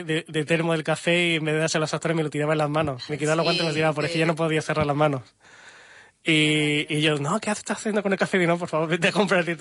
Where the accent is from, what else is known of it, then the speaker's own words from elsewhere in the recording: Málaga, Andalusia, Spain; now in -; vosotros sois españoles, sí, ¿no? Somos de Málaga, y nosotros también. ¿De dónde? Del Puerto de la Torre.